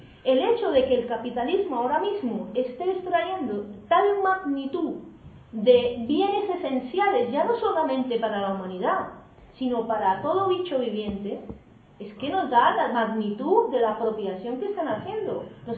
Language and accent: Spanish; Colombia; yo vengo de Colombia y allí se está extrayendo de todo: uranio, níquel, oro, de todo.